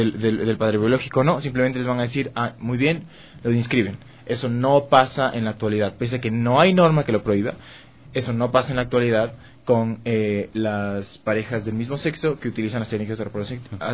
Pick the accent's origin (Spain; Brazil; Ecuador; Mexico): Ecuador; Yo soy ecuatoriano, nací en este país, y pues soy muy orgulloso de ser ecuatoriano